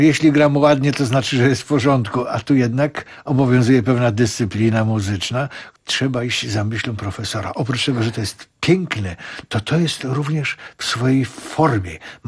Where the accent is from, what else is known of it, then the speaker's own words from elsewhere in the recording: Kraków, Lesser Poland, Poland; W ogóle rzecz dzieje się w Krakowie, bo jestem rodowity Krakower.